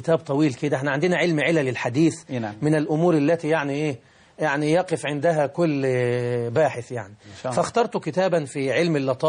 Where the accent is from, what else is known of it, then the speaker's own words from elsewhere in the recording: Deibi, Beheira, Egypt; أنا من محافظة البحيرة، مركز رشيد، قرية تسمى بقرية ديبي، وهي تشتهر في المنطقة بأسرها بقرية القرآن الكريم